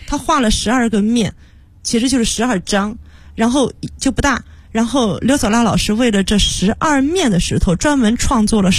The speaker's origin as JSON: {"language": "Chinese", "town": "Nanjing", "region": "Jiangsu", "country": "China", "said": "如果说最大的缘分，可能我们都是南京人。"}